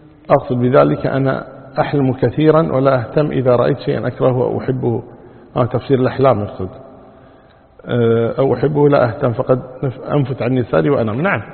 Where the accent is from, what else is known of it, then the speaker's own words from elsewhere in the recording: Kuwait; أما إذا كان المطار وسط البلدة مثل عندنا في الكويت مثلا، المطار في وسط البلد